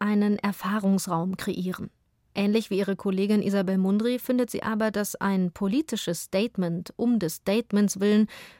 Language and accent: German; Halle an der Saale, Saxony-Anhalt, Germany; born there; in meiner Geburtsstadt Halle an der Saale